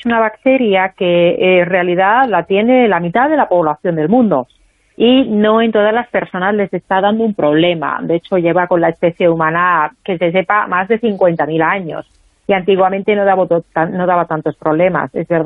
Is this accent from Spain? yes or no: no; Finland; Spanish is a second language; yo soy de Finlandia, y hay científicos, compatriotas míos